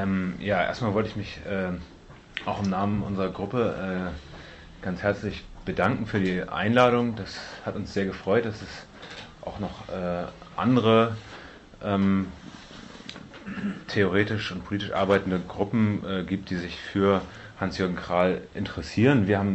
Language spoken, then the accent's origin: German; Hamburg, Germany; Für uns als Hamburger war das jetzt nicht so alles selbstverständlich, wir müssen uns da gewissermaßen von außen einarbeiten.